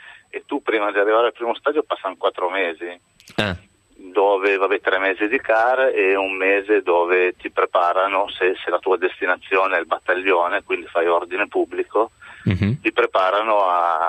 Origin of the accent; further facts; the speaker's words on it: Besate, Lombardy, Italy; Provincia di Milano, è sul Ticino.